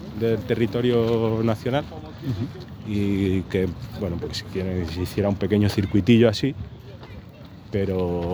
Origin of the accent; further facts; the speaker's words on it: Morocco; llevarlo a Marruecos, que a pesar de que me he criado ahí, no soy marroquí, pero me he criado ahí